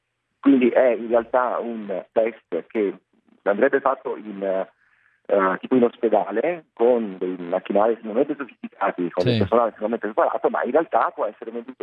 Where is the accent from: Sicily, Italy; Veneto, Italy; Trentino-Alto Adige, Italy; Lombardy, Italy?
Veneto, Italy; Padua; born there; io sono nato nel 1982 a Padova. Ho ottenuto il diploma di liceo scientifico, sempre qui a Padova